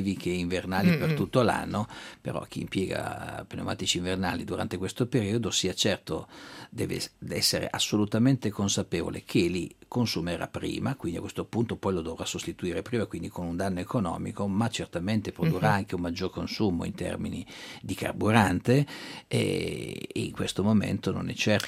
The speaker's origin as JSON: {"language": "Italian", "town": "Milan", "region": "Lombardy", "country": "Italy", "said": "io sono milanese, quindi non è che non voglio assolutamente puntare il dito contro la mia città"}